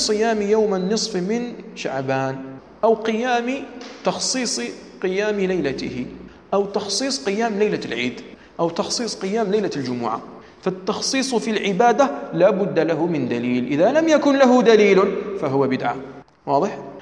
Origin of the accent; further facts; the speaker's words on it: Algeria; ثم مثل بشيء عندنا في الجزائر بكثرة